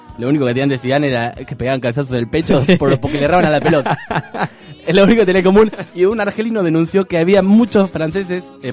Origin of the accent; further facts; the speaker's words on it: Argentina; Por un hecho no menor que somos argentinos todos.